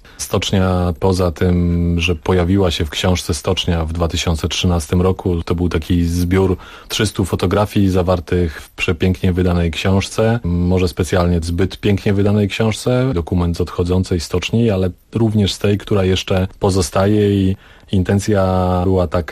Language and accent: Polish; Jodłowno, Pomeranian Voivodeship, Poland; also born or lived in Gdańsk / Kartuzy; Urodziłem się w Gdańsku. Mama podjęła decyzję, że powinienem się urodzić w Gdańsku. W Kartuzach zamieszkałem w 1986 roku, natomiast wcześniej mieszkałem w niewielkiej miejscowości Jodłowno. Rodzice byli pracownikami leśnymi, więc mieszkaliśmy w takiej miejscowości, która była osadą leśną.